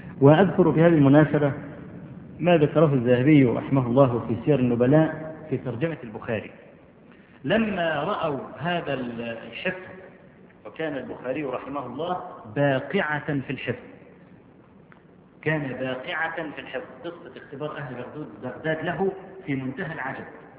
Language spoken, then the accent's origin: Arabic; Egypt; وأنا أذكر مرة في مسجد العزيز بالله عندنا في مصر